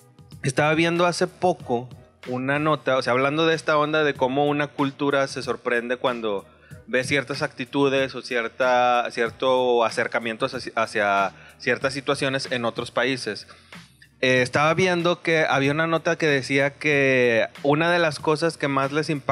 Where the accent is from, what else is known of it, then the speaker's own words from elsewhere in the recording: Mexico; Que para uno como mexicano tiene una connotación diferente